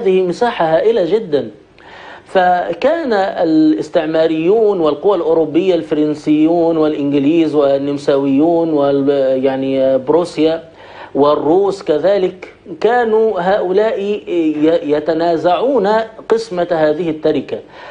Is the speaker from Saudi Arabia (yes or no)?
no; Egypt; يعني عندنا في مصر مؤسس هذا النظام التغريبي هو محمد علي باشا.